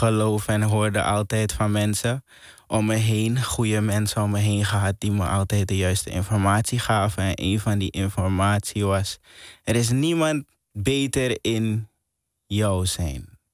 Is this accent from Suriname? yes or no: yes; Suriname; als kind die opgroeit in Suriname, heb je altijd ambities om naar het buitenland te gaan.